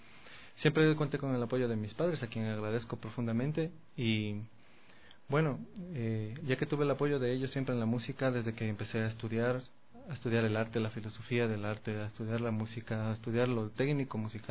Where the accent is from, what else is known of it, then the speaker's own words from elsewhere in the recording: Ibarra, Imbabura, Ecuador; born there; yo como nací en Ibarra, pues he vivido en varios lugares de nuestro país, pero el estudio de musical lo hice en la provincia de Imbabura, en Cotacachi.